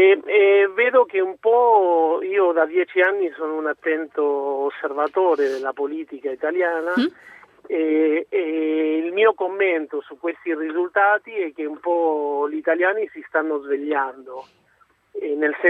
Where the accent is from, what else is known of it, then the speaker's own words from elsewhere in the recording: Argentina; also born or lived in Milan; now in Rome, Italy; Io sono argentino, sono figlio di italiani, però sono nato in Argentina.